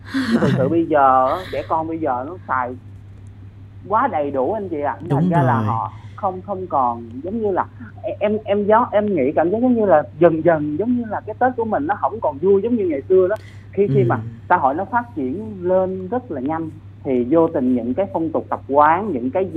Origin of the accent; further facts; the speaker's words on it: Sóc Trăng, Vietnam; now in Vũng Tàu, Vietnam; Hiện tại thì em đang làm việc và ở thành phố Vũng Tàu, còn nhân quê em thì ở Sóc Trăng